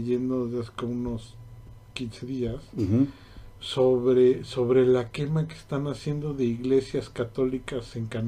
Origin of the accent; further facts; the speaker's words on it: Mexico; Claro que soy mexicano.